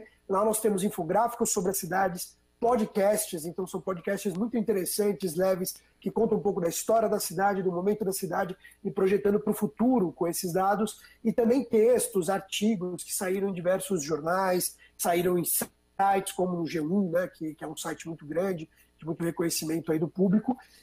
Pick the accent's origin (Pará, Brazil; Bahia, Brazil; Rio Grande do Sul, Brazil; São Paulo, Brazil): São Paulo, Brazil; born there; eu, como paulista, né, sou nascido em São Paulo e amo o meu estado, circulo bastante por ele